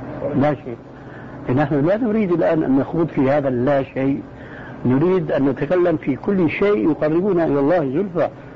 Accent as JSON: {"language": "Arabic", "country": "Syria", "said": "اسمح لي نص الكلام يقولون عندنا في الشام ما عليه جواب"}